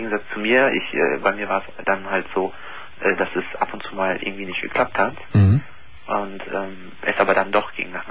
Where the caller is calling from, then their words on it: North Rhine-Westphalia, Germany; ich komme hier aus Nordrhein-Westfalen